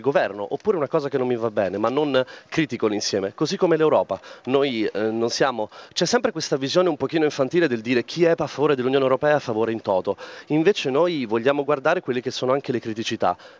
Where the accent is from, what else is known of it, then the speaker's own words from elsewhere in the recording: Rimini, Emilia-Romagna, Italy; Io sono di Rimini, non voglio tornare allo Stato della Chiesa.